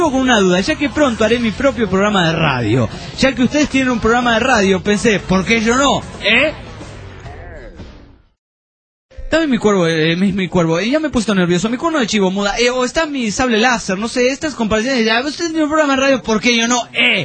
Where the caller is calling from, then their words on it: Trelew, Chubut, Argentina; de Trelew, Chubut, Patagonia, Argentina.